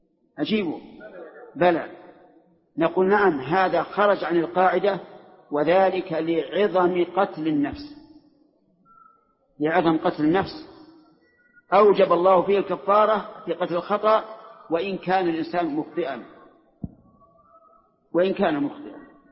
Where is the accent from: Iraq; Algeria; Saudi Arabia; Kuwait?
Saudi Arabia; وأنا سعودي، أنت مصري وأنا سعودي